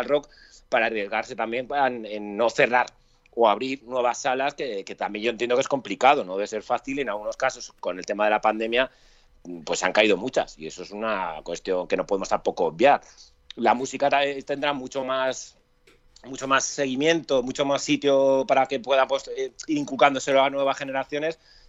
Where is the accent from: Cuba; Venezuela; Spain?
Spain; Madrid, Community of Madrid; yo soy de Vallecas